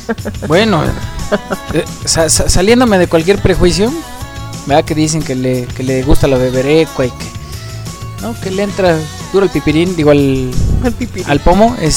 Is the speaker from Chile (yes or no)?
no; Mexico; de lo típicos que somos los mexicanos